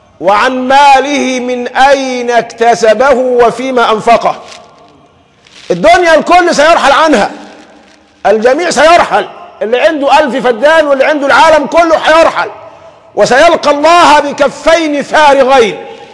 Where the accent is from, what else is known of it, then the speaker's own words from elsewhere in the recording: Egypt; حتى عندنا مثل كمصريين دمنا خفيف بنقول فيه الحلال بيعمل ايه؟